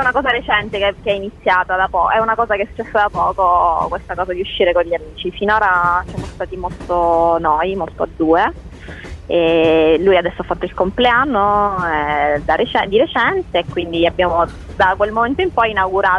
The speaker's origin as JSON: {"language": "Italian", "region": "Sicily", "country": "Italy", "said": "Siciliana, sì."}